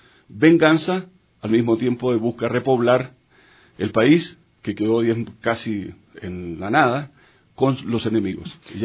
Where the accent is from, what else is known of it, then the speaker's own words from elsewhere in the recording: Chile; born there; Solo nacido en Chile. Después soy de patria latinoamericana.